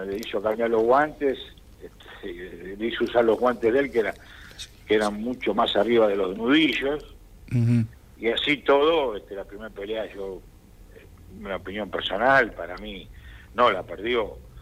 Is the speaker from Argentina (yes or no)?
yes; Argentina; como argentino uno quiere que se dé